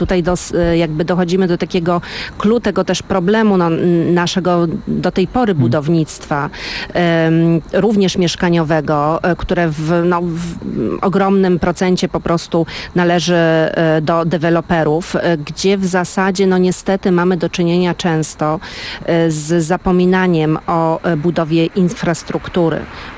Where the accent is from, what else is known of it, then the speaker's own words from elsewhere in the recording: Warsaw, Masovian Voivodeship, Poland; jestem mieszkanką Woli od lat i zresztą definiuję siebie jako warszawianka i też właśnie wolanka lokalnie